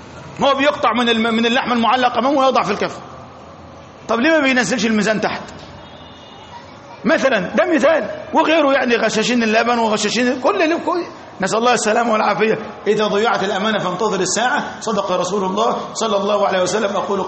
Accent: Egypt; احنا عندنا في مصر مثلا

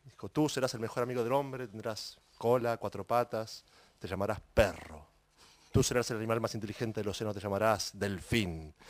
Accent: Olivos, Buenos Aires Province, Argentina; Pero toda la vida nací y me crié en Olivos.

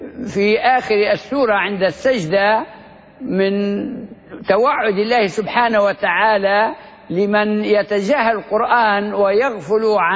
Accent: Libya; وهو الذي يظن أنه دفين بلادنا ليبيا في المنطقة الوسطى في أوجلة

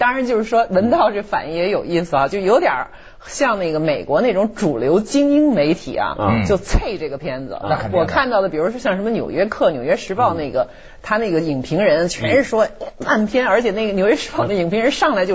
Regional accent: China; 我们中国人这回还是拯救世界的一个英雄

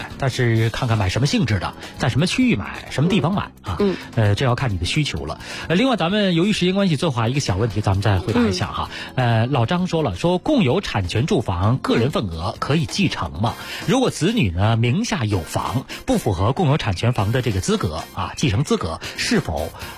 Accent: Beijing, China; 咱们北京人的感觉来讲，

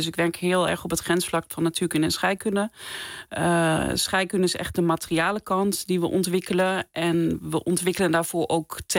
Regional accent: Apeldoorn, Gelderland, Netherlands; Ik heb in Utrecht gestudeerd. Ik kom zelf van de Veluwe. Ik ben in Apeldoorn opgegroeid.

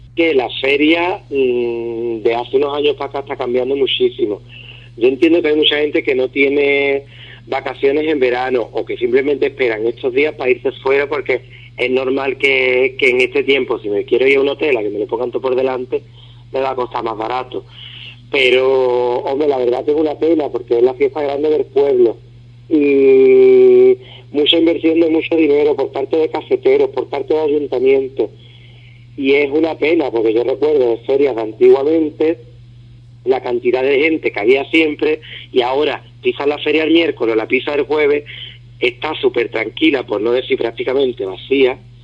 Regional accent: Ubrique, Andalusia, Spain; moved away; lo que voy a hacer es un pregón para mi pueblo. Vivencias que yo he tenido de pequeño. El hecho de estar fuera

